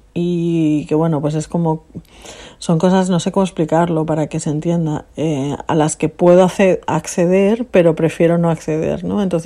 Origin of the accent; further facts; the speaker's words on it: Alicante, Valencian Community, Spain; moved away; Y yo compartí piso con dos chicos que eran de Valencia, yo soy de Alicante.